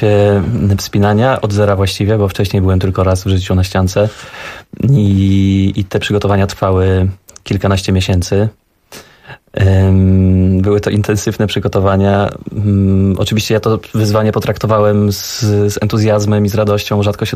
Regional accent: Lesser Poland, Poland; ja nie mówiłem gwarą. Zresztą nie jestem góralem, jestem lachem sądeckim.

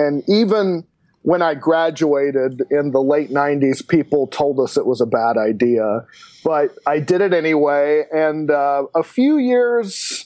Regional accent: Wichita Falls, Texas, United States; and then I went back to my hometown of Wichita Falls, Texas.

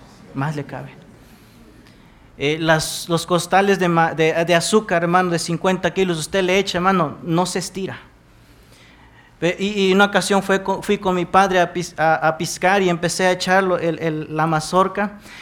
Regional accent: Veracruz, Mexico; En mi pueblo, hermanos, soy originario de Veracruz.

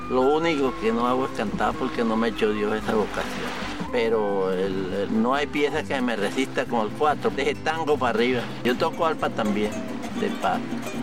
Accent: Santa Cruz de Orinoco, Venezuela; born there; nací en Santa Cruz de Orinoco, el año 40

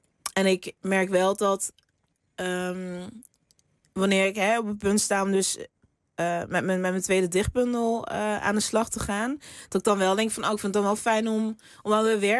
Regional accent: Limburg, Netherlands; Ja, ik kom uit Limburg of zo. En ik weet dat de taal is daar een stuk zachter ook.

